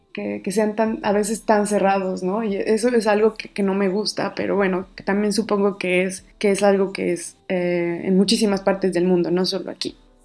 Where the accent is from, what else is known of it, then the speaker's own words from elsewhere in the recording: Puebla, Mexico; moved away as an adult; now in Split, Croatia; yo soy de Puebla y en este momento estoy viviendo en Split, Croacia, en una ciudad que está en el Adriático. Llevo año y medio viviendo aquí.